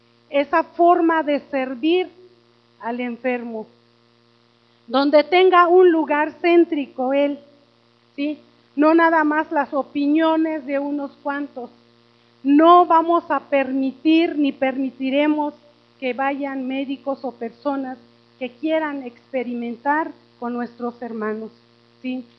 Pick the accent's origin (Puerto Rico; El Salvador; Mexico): Mexico; Oaxaca; soy indígena, aunque soy de la Sierra de Oaxaca, soy indígena también.